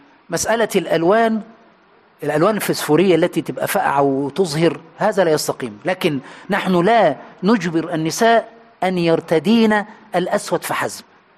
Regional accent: Egypt; عندنا في مصر بيقولوا علقها في رقبه عالي مطلع سالم

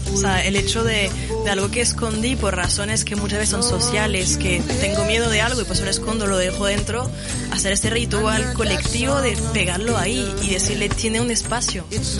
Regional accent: France; Spanish is a second language; por si no se notó, soy francesa. Y en Francia tenemos la religión muy diferente al del Estado

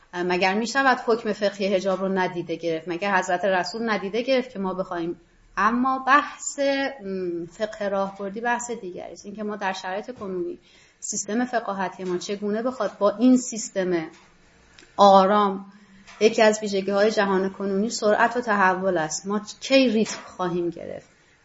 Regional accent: Iran; born there; من در جمهوری اسلامی به دنیا اومدم

